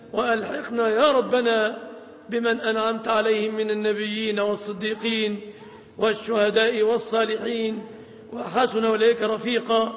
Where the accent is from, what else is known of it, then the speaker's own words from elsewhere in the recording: Egypt; اللهم احفظ بلادنا مصر آمنة مطمئنة